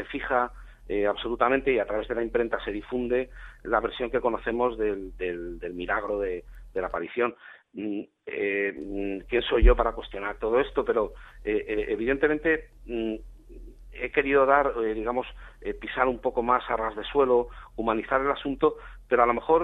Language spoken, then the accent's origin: Spanish; Cuenca, Castilla-La Mancha, Spain; Hay un cúmulo ahí de coincidencias que vinculan efectivamente Cuenca con Murcia. Hay dos lugares de mi ciudad natal y de su entorno que son importantes